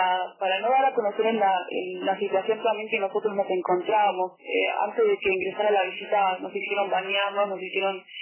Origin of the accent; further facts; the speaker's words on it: Bariloche, Río Negro, Argentina; Bueno, yo soy de Bariloche.